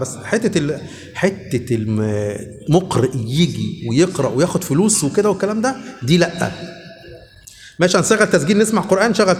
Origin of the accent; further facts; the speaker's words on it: Luxor, Luxor Governorate, Egypt; انا دلوقتي من الاقصر